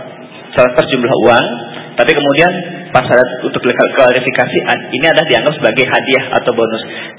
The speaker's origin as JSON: {"language": "Indonesian", "region": "Jakarta", "country": "Indonesia", "said": "Saya dari Kebayoran Baru, Jakarta Selatan."}